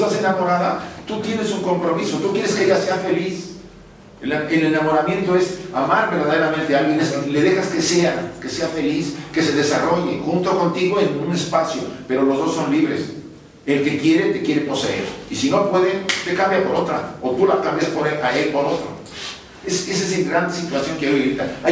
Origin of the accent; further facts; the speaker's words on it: Mexico; born there; En México, donde yo nací y donde he vivido algunos años